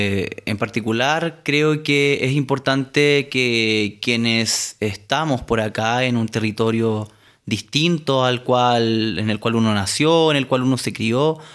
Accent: Araucanía, Chile; soy comunicador, periodista, provengo de Chile, del sur del territorio, particularmente lo que hoy es denominada la región de la Araucanía, pero bajo la mirada del pueblo nación mapuche es el territorio mapuche

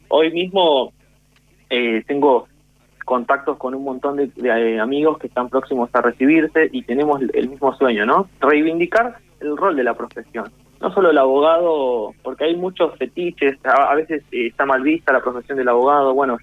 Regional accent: Pablo Nogués, Buenos Aires Province, Argentina; Yo soy de Pablo Nogués, acá hay un vecino nuestro en la localidad de Villa de Mayo

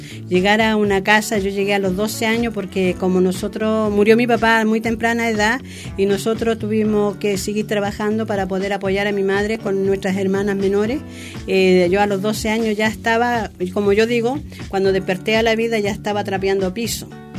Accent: Santiago, Santiago Metropolitan, Chile; now in Osorno, Chile; porque yo vengo de Santiago, no voy a ganar lo mismo que se gana en el sur.

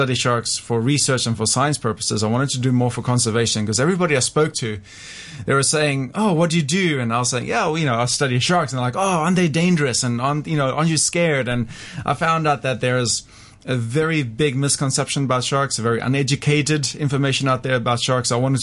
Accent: South Africa; now in Thailand; I'm originally from South Africa, but live in Thailand as well.

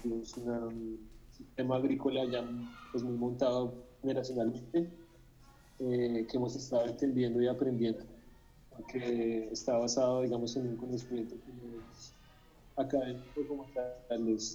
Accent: Bogotá, Colombia; Yo como tal no crecí acá, yo crecí en Bogotá, pero siempre tuve una relación muy grande con este lugar. Yo pues de vivir acá no tengo memoria

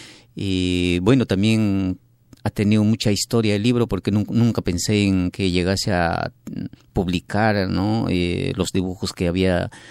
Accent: Ayacucho, Peru; Yo soy de la zona de Fajardo.

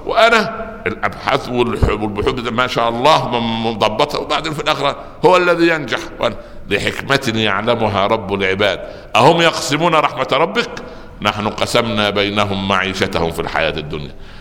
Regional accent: Upper Egypt, Egypt; يعني يقول عندنا في الصعيد مثلا قلبي على ولد فطر وقلب ولدي علي حجر

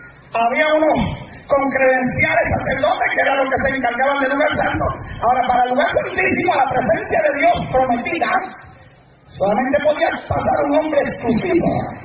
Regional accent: Puerto Rico; Digo, si yo soy puertorriqueño, escúchame si ya soy malo aquí.

